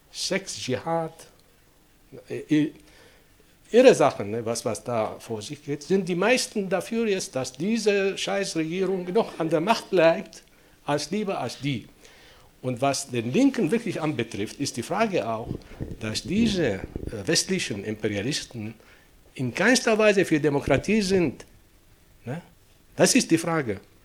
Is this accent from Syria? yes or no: yes; Syria; German is a second language; Ich bin Syrer, ja, und die Lage ist ungefähr so.